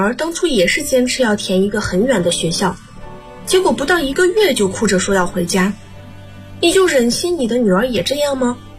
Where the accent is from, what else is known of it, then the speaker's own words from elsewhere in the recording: Changsha, Hunan, China; now in Nanjing, China; 来自湖南长沙。我在南京大学，距离我的家乡846公里。